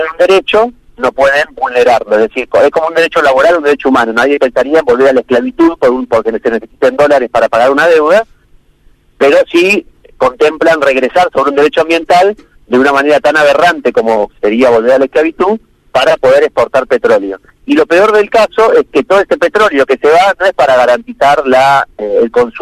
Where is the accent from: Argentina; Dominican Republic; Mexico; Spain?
Argentina; Río Negro; el Golfo San Matías, que es de donde yo soy, digamos, yo vivo acá en Las Grutas, frente al mar